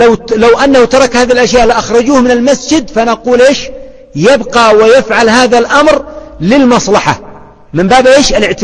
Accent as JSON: {"language": "Arabic", "country": "Yemen", "said": "كما يفعل العوام عندنا في اليمن"}